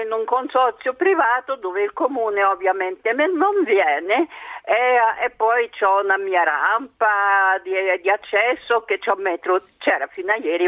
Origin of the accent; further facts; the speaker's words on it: Bavaria, Germany; io sono cresciuta in Baviera, nelle montagne, ai tempi di guerra e post-guerra.